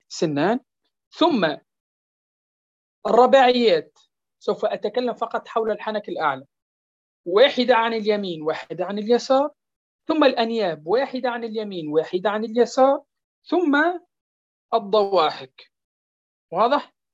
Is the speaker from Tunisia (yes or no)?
yes; Tunisia; لأن هناك خاصة عندنا في تونس يتلفظون به من رأس اللسان